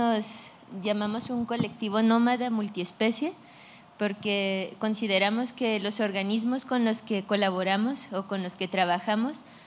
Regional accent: Mexico; Lo nómada es porque pues somos de México, pero realmente pues nos la pasamos un poco aquí y allá

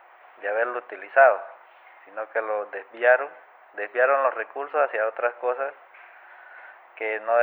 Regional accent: Venezuela; la situación que estamos viviendo allá en mi país, Venezuela.

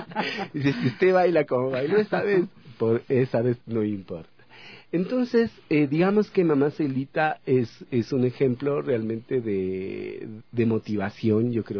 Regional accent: El Chota, Imbabura, Ecuador; born there; now in Ibarra, Ecuador; Yo nací en el Chota, así es que, y viví en Ibarra, ya vivo en Ibarra tanto tiempo, así es que puedo decir que soy ibarreña.

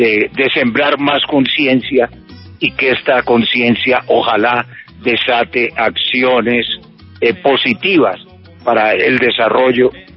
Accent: Medellín, Antioquia, Colombia; Y después que regresamos a Medellín, de donde soy oriundo

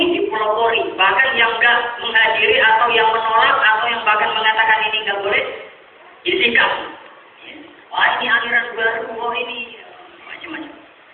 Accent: Sulawesi, Indonesia; Daerah Sulawesi sana, daerah saya

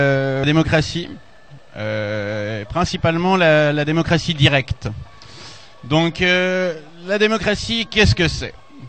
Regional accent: Switzerland; Vous l'avez compris, je suis suisse.

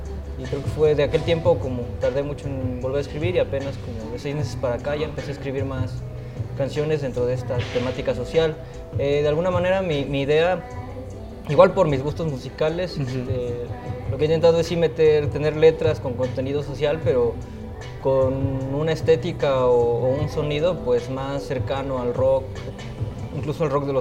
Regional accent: Jonotla, Puebla, Mexico; yo soy originario de la Sierra Norte de Puebla, un pueblo que se llama Jonotla.

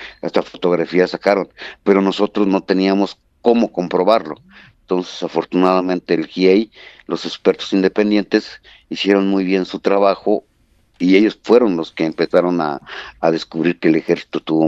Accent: Tlaxcala, Mexico; vivimos a 9 horas de la escuela, o sea, nosotros somos de Tlaxcala, un estado del centro del país

